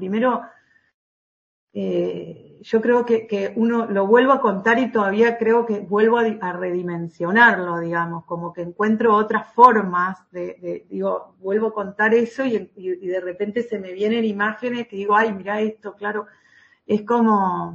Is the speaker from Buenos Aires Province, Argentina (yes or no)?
no; San Salvador, Entre Ríos, Argentina; also born or lived in Santa Fe / Buenos Aires; now in Paraná, Argentina; Mirá, yo nací y me crié en San Salvador, acá en la provincia de Entre Ríos.